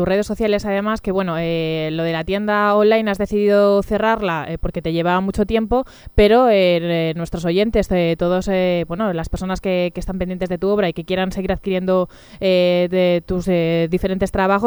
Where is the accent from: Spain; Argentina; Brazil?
Spain; Talavera de la Reina, Castilla-La Mancha; Bueno, somos de Talavera de la Reina.